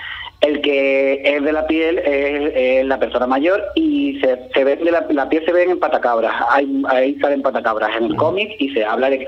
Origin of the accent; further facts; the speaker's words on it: Ubrique, Andalusia, Spain; cuando yo era pequeño me lo imaginaba y a mí me encanta dibujar Ubrique